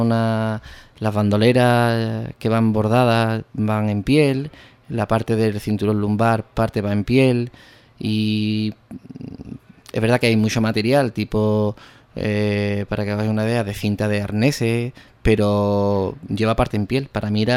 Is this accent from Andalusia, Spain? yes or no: yes; Ubrique, Andalusia, Spain; Para nosotros ha sido un verdadero acierto que se cuente con Ubrique para esta fabricación, ¿no? Para mi pueblo, vamos, evidentemente.